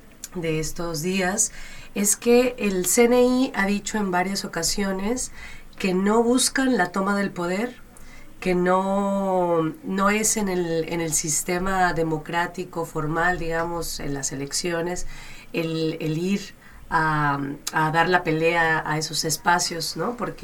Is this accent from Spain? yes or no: no; Mexico; todos y todas quienes estamos en esta radio somos mexicanos, mexicanas.